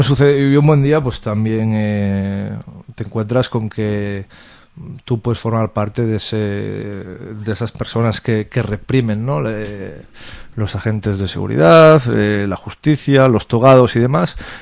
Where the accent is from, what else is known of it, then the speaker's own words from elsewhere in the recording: Galicia, Spain; now in Barcelona, Spain; yo vine a Barcelona, soy gallego, cambiando de aires, cambio de vida personal